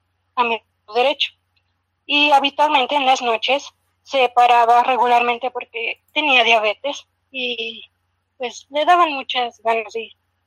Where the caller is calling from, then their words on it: Puebla, Mexico; Soy de Puebla.